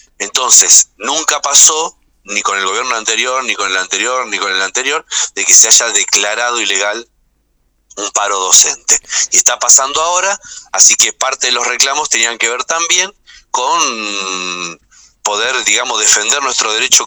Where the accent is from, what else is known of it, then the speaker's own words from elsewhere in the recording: Moreno, Buenos Aires Province, Argentina; soy de Moreno, no de Más Corpache.